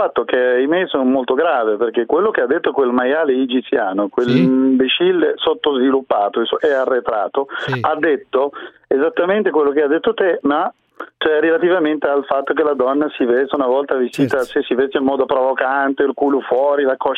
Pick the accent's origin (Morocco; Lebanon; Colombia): Morocco; No, io sono marocchino.